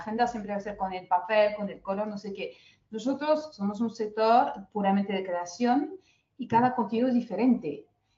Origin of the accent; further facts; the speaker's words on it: France; Spanish is a second language; ¿No lo voy a ser yo que soy francesa?